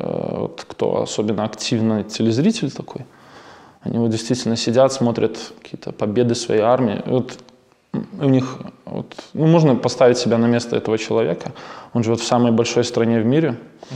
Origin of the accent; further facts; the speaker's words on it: Belarus; Ну, потому что мы ощущаем, что мы все-таки белорусы, у нас своя страна.